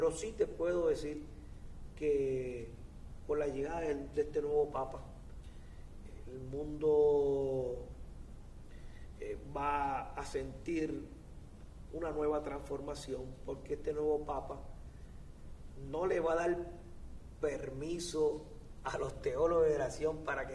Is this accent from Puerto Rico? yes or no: yes; Villalba, Puerto Rico; en caso de Villalba, que fue en mi pueblo